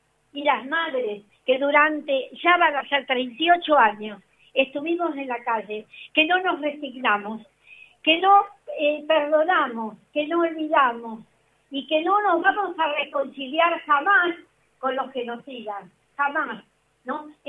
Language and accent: Spanish; Argentina; Me da vergüenza como argentina